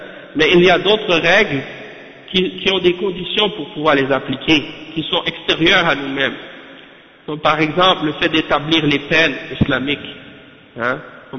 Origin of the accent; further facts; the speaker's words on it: Canada; Et même chez nous au Canada, il y a des sections d'études islamiques dans les universités.